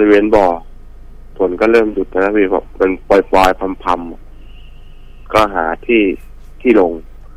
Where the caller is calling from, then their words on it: Ayutthaya, Phra Nakhon Si Ayutthaya, Thailand; อยุธยาครับผม